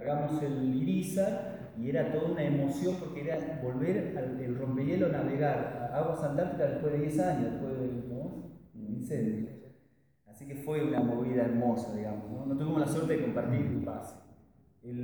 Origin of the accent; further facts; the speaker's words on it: Argentina; somos argentinos y escuchamos folclore porque lo identifica porque vamos gente de todas partes del país